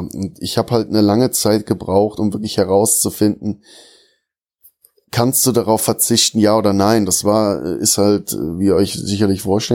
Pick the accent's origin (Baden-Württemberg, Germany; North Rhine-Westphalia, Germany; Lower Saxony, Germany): North Rhine-Westphalia, Germany; Bonn; Also ich bin ja in Bonn geboren und in diesem einen Dorf halt auch aufgewachsen, habe auch nie wirklich weit weg von meinem Heimatdorf gewohnt.